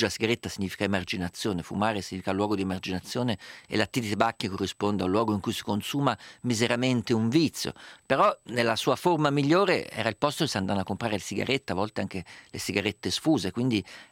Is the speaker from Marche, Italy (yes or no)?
no; Umbria, Italy; Essendo io umbro